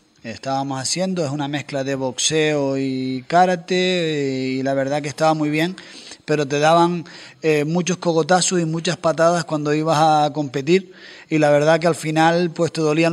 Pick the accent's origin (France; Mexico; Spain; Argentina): Spain; Puerto del Carmen, Canary Islands; also born or lived in Arrecife; Arrecife, como nacemos prácticamente todos hoy en día, que nacemos en Arrecife, pero yo me crié en La Tiñosa, que es el pueblito pequeño en Puerto del Carmen.